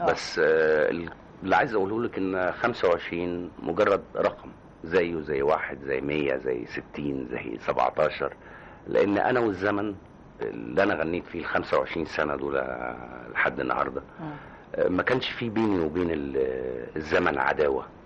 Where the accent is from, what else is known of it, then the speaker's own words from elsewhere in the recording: Aswan, Aswan Governorate, Egypt; born there; بتشرف ان انا اتولدت في اسوان، ولو كنت اخترت دولة كنت هختار ان انا اكون من مصر، ولو كنت اخترت مصر كنت هختار الجنوب كميلاد لي